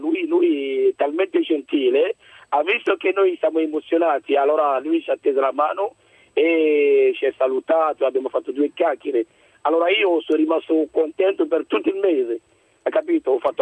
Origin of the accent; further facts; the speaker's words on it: Côte d’Ivoire; Italian is a second language; now in Italy; io sono un autista, sono della Costa d'Avorio originario.